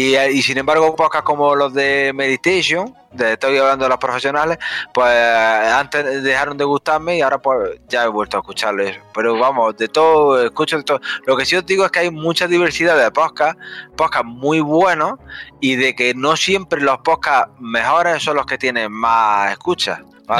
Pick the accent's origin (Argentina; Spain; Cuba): Spain; Andalusia; yo soy andaluz